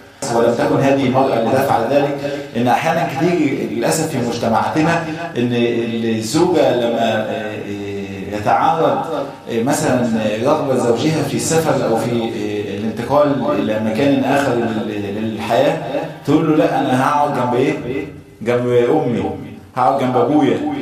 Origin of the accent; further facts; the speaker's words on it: Egypt; ويعني احنا كثير من اهل مصر لم يرى ذلك.